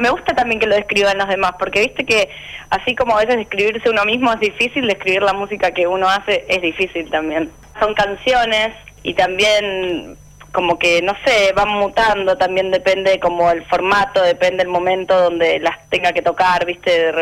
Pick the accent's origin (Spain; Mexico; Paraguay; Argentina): Argentina; Rosario, Santa Fe; now in Buenos Aires, Argentina; Yo soy de Rosario, entonces me vine a vivir a Buenos Aires a estudiar guitarra.